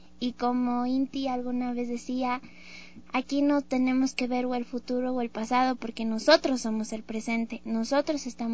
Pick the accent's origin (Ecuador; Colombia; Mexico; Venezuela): Ecuador; con un gran orgullo de decir: soy ecuatoriana, yo soy de bordado, soy humilde y soy amable.